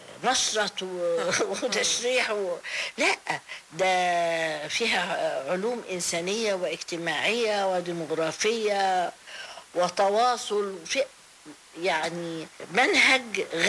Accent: Tanta, Gharbia, Egypt; انا نشأت في طنطا لان بابايا كان دكتور فدخلت الروضة في روضة طنطا

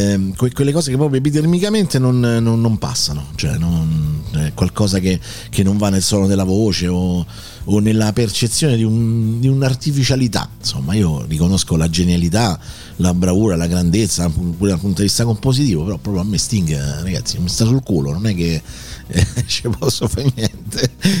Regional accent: Rome, Lazio, Italy; di Roma per 35 anni e più ho vissuto in quello che è stato il mio quartiere, no? San Giovanni, l'Appio Tuscolano e tutta quella zona

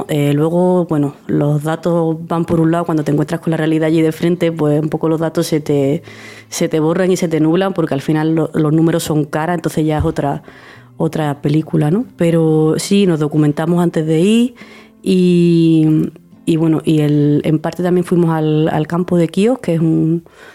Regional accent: Seville, Andalusia, Spain; now in Granada, Spain; soy sevillana, aunque llevo ya en Granada 8 años, y soy médica de familia, que vine aquí a Granada para formarme.

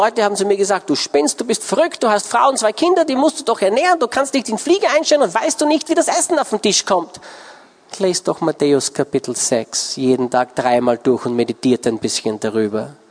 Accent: Austria; ich bin Österreicher

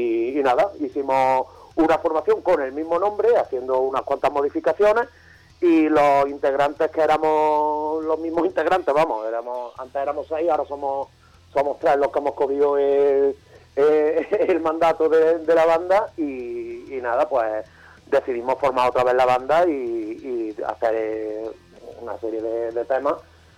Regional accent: Córdoba, Andalusia, Spain; De Córdoba, Córdoba.

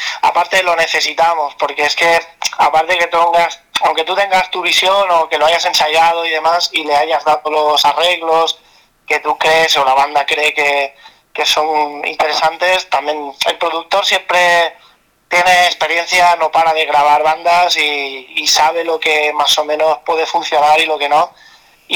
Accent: Barcelona, Catalonia, Spain; nosotros somos de Barcelona, uh-huh. Del área metropolitana más o menos

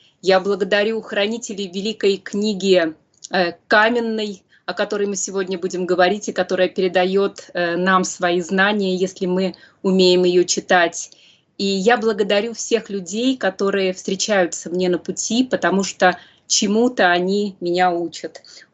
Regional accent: Saint Petersburg, Russia; born there; Мое исследование началось еще с молодости, с Петербурга, потом продолжилось, где я родилась

